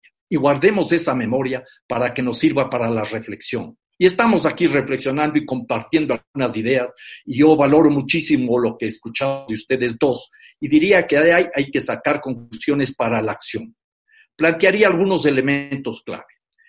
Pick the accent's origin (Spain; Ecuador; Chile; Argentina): Ecuador; 1.300.000 hogares en mi país, Ecuador, no tienen una vivienda adecuada